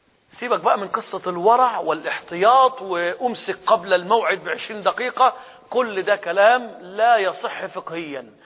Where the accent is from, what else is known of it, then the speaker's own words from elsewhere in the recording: Egypt; إحنا عندنا في مصر بيضربوا مدفع